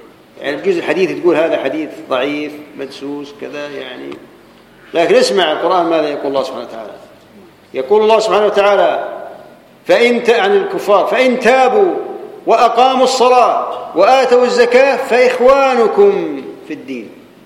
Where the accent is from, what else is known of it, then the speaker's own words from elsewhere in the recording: Jordan; احنا عندنا في الاردن